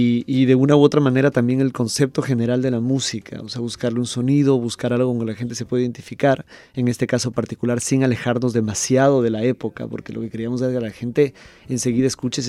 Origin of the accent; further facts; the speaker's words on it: Ecuador; es un honor, honestamente, y como ecuatoriano, un orgullo.